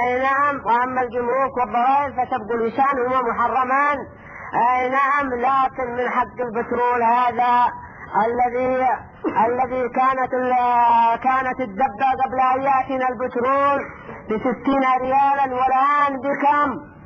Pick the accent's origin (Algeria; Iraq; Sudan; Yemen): Yemen; وهكذا ايضا عندنا باليمن